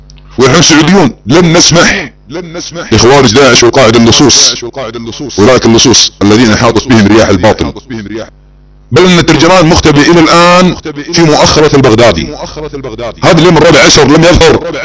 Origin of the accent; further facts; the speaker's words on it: Saudi Arabia; نحن السعوديون في عالم تويتر والله أن نحمل هم الوطن